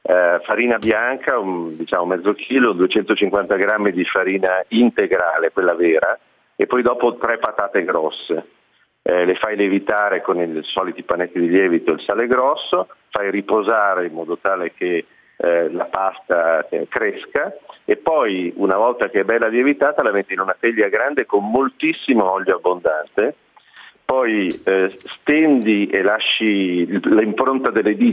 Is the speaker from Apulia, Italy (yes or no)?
yes; Apulia, Italy; abitando a Milano da tantissimi anni, ho radici pugliesi, perché la mia famiglia è una famiglia della Puglia, e quindi ogni tanto io ritorno in Puglia